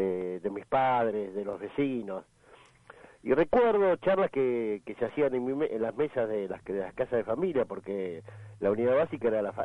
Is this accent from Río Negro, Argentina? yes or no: no; Merlo, Buenos Aires Province, Argentina; Acá, yo soy de Merlo, y acá en la zona oeste, la situación es pavorosa